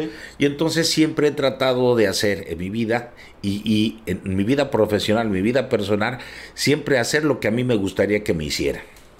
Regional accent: Mexico; moved away as an adult; yo hice un cambio en mi vida cuando me vine a vivir de México para acá

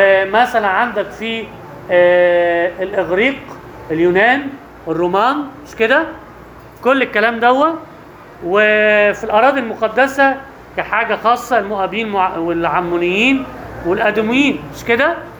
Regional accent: Egypt; بس يختلف في حاجات، تختلف بسيطة، في حاجات مش عندنا في مصر.

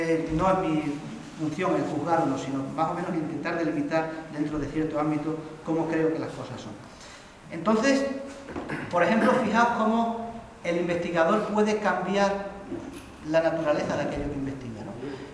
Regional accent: Pallares, Extremadura, Spain; es en Pallares, en mi pueblo

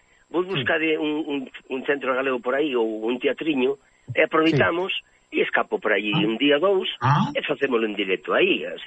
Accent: Ourense, Galicia, Spain; eu sempre me gusta andar dicindo que son dourense, que son galego

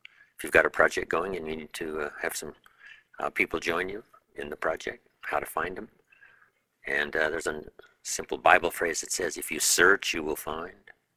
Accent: Idaho, United States; I was raised in Southwest Idaho, you know, farm country

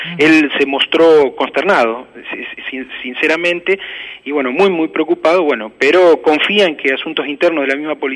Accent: Loma Negra, Buenos Aires Province, Argentina; yo soy nacido y criado en Loma Negra, viví 22 años

